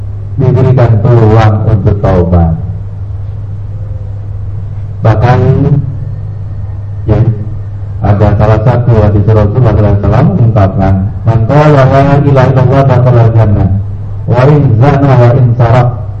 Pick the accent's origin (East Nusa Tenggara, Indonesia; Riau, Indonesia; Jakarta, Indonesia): Jakarta, Indonesia; Saya orang Jakarta bilangnya lancitan dulu.